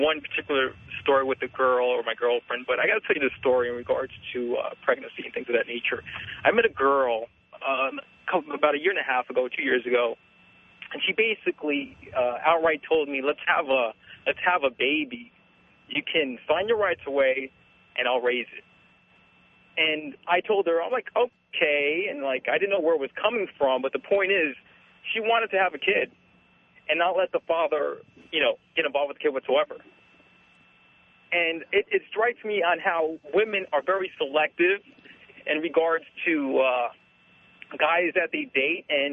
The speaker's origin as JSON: {"language": "English", "region": "Northeast", "country": "United States", "lives_now": "Los Angeles, United States", "said": "and this is in L.A., and I'm from the Northeast originally"}